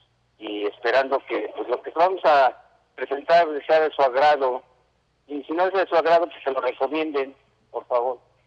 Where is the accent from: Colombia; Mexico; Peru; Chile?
Mexico; Nezahualcóyotl, State of Mexico; Pues soy un ajolote de Nesa. Nací en Nesa … Pues crecí, nací y crecí en Nesa.